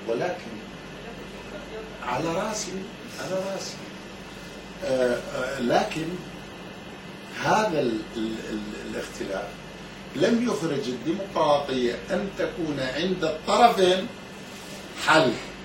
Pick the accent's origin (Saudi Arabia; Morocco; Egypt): Egypt; منظورنا كلنا، أنا منظوري أنا أيضا، أنا مصري